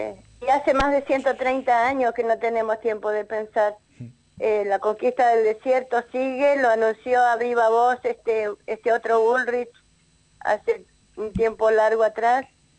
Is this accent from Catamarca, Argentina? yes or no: no; Bariloche, Río Negro, Argentina; Bueno, soy de Bariloche